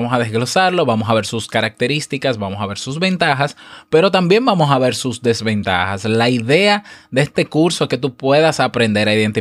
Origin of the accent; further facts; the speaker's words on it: Dominican Republic; Y en mi país, por ejemplo, República Dominicana